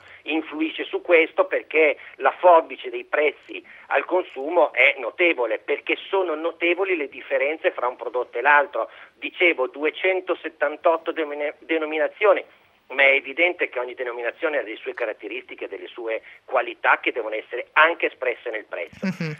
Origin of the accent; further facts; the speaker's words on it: Emilia-Romagna, Italy; come emiliano devo dire